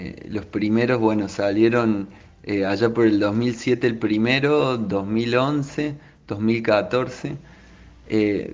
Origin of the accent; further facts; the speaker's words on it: Córdoba, Argentina; born there; also born or lived in Madrid; y, bueno, y estamos tocando. Primero nacimos acá en Córdoba y nos mudamos al toque a vivir 5 años en Madrid.